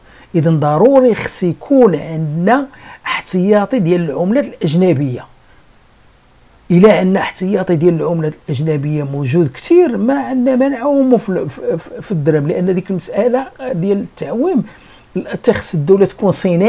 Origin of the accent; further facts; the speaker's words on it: Morocco; ديما عندنا في المغرب ان عجز في الميزان التجاري